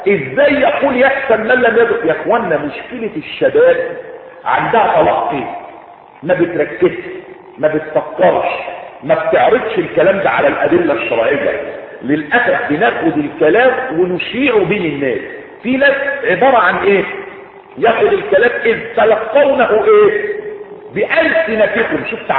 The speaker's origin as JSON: {"language": "Arabic", "country": "Egypt", "said": "في تحميلات عندنا في مصر"}